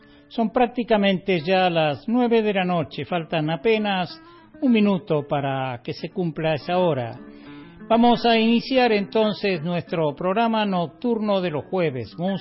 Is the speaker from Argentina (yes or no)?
yes; Córdoba, Argentina; lo cierto es que yo no soy un habitante de Córdoba, yo soy un hombre del interior de la provincia, vivo en este bosque hermoso del Valle de Parabachasca